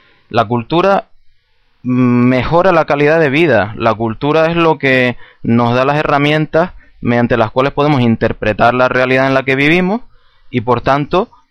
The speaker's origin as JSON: {"language": "Spanish", "region": "Canary Islands", "country": "Spain", "said": "nosotros, como canarios, como personas que somos, pues tenemos derecho a ser felices como cualquier otro pueblo."}